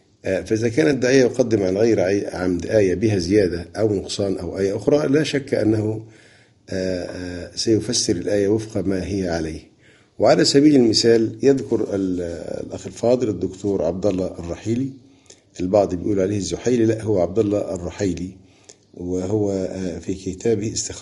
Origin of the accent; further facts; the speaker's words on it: Egypt; عندنا في مصر قراءة حفص